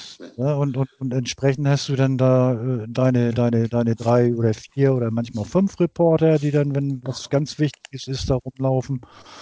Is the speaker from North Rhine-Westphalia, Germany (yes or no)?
yes; Cologne, North Rhine-Westphalia, Germany; now in Hamburg, Germany; so grundsätzlich als Kölner